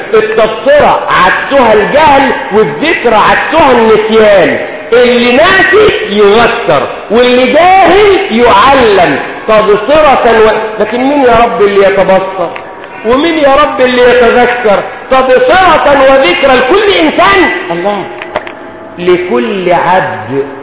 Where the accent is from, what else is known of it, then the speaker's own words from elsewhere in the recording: Egypt; احنا مصريين اي ميه بتمشي معانا واي اكل بيمشي معانا،